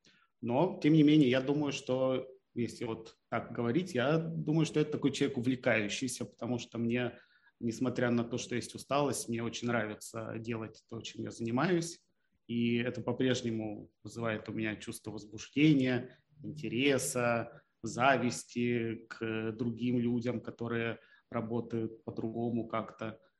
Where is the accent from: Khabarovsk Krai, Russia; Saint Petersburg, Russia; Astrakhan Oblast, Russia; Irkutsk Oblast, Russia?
Khabarovsk Krai, Russia; Khabarovsk; moved away as an adult; now in Moscow, Russia; переехал год назад в Москву, примерно вот в октябре будет ровно год. А я вырос и родился в Хабаровске. Вот. А после какого-то времени жизни решил перебраться в Москву.